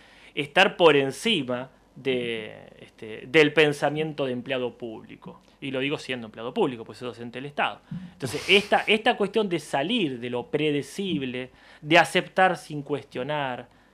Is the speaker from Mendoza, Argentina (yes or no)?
no; La Plata, Buenos Aires Province, Argentina; como platense nacido y criado que soy